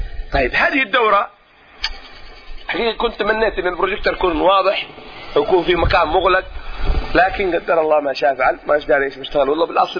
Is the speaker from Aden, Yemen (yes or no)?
no; Mukalla, Hadhramaut, Yemen; born there; من مواليد المكلا حضرموت، الاصل من دوعن